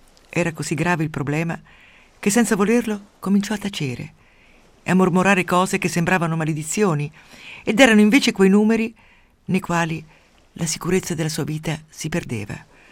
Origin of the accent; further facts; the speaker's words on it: Umbria, Italy; Quando ero piccola nel mio paese umbro, cattolicissimo, nell'alta valle del Tevere